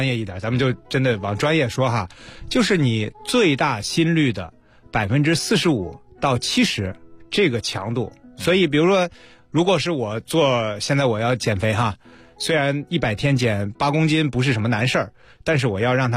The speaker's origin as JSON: {"language": "Chinese", "country": "China", "tie": "born or raised there", "said": "我是在内陆长大的"}